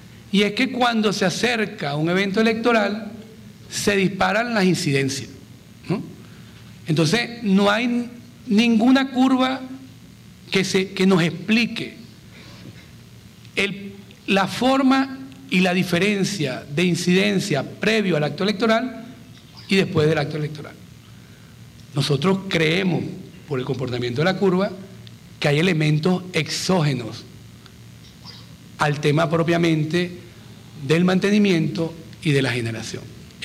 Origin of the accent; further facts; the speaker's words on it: Venezuela; yo como venezolano me niego a que los estemos importando.